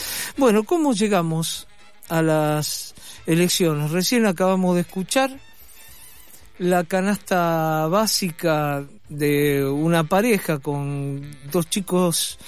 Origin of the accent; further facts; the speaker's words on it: Argentina; así somos los argentinos, ¿no?